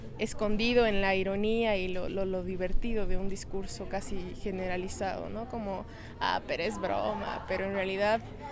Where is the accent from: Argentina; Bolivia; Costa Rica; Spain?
Bolivia; La Paz; now in Cochabamba, Bolivia; tengo 22 años, soy de La Paz, Bolivia, pero vivo en Cochabamba.